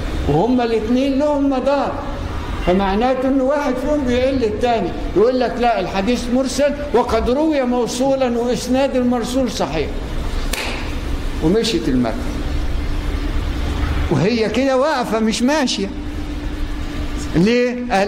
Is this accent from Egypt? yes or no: yes; Egypt; ان احنا ناس كمصريين